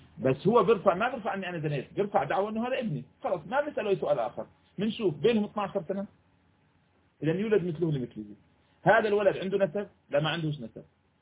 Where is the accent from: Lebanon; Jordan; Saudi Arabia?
Jordan; الآن بعض الأوقات تصبح عندنا في الأردن مثلا